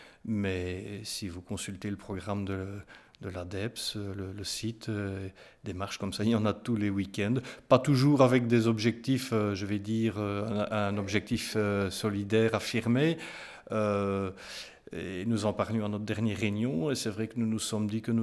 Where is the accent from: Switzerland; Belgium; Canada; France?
Belgium; Namur, Wallonia; Je suis né à Namur, je vous l'ai dit. Je ne sais pas, oui, je vous l'ai dit, oui. J'ai vécu en ville jusqu'à l'âge de 30, 31, 32 ans.